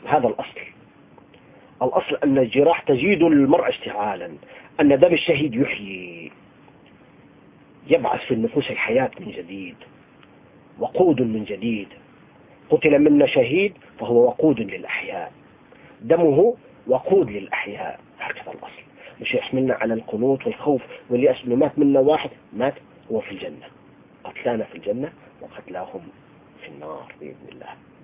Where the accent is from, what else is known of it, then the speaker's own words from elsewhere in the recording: Tartus, Tartus Governorate, Syria; عايش معهم 20 سنة. فأنا ابن طرطوس، يعني فمبتلى بهم أهل السنة في طرطوس، هذه المدينة الجميلة الحلوة بأهلها